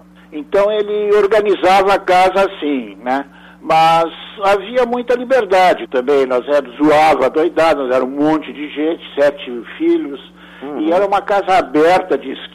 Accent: Rio Grande do Sul, Brazil; eu fui criado no Pampa. Uhum. Era rodeado aquela paisagem enorme, né, e fixa, né?

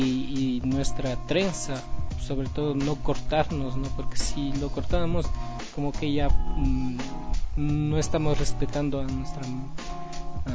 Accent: Otavalo, Imbabura, Ecuador; Como runas que somos propios de Otavalo, ¿no?

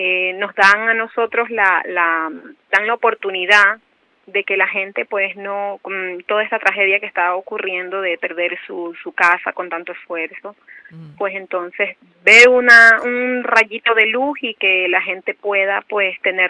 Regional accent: Ecuador; now in Spain; nosotros que somos de Ecuador.

